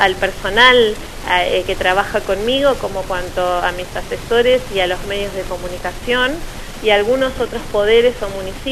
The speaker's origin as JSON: {"language": "Spanish", "town": "Villa Regina", "region": "Río Negro", "country": "Argentina", "tie": "born or raised there", "also_born_or_lived": "La Plata", "said": "yo soy nativa de la ciudad de Villa Regina, provincia de Río Negro. Me he ausentado por 7 años de mi provincia para ir a estudiar a la ciudad de La Plata"}